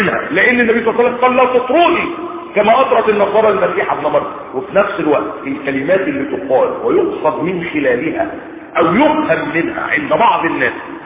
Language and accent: Arabic; Egypt; عندنا في مصر هنا